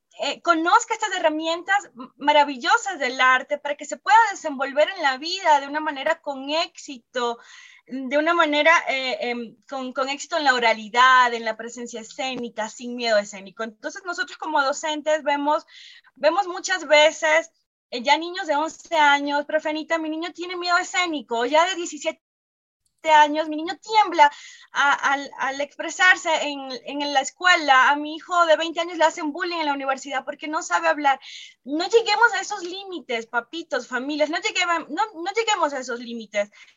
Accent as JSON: {"language": "Spanish", "country": "Venezuela", "moved": "as an adult", "lives_now": "Ecuador"}